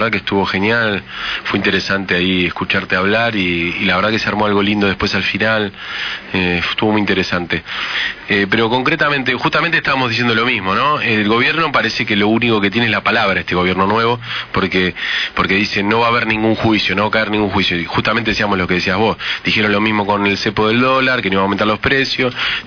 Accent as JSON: {"language": "Spanish", "country": "Argentina", "said": "¿Cuál fue la posición argentina? Y, o sea, ¿qué hicimos nosotros como argentinos?"}